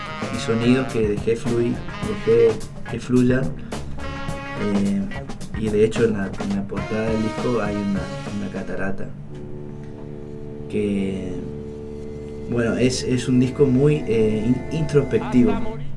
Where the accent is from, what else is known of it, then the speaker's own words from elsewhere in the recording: Esquina, Corrientes, Argentina; en mi pueblo, soy de Esquina Corrientes, les comento a los que no saben, vivimos el carnaval.